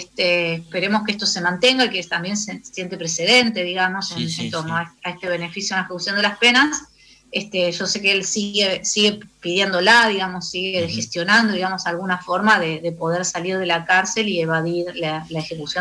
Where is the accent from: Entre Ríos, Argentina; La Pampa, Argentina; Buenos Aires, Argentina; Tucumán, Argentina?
Buenos Aires, Argentina; trabajo como maestra psicóloga en la escuela uh-huh. pública en el gobierno de la Ciudad de Buenos Aires, de donde soy oriunda.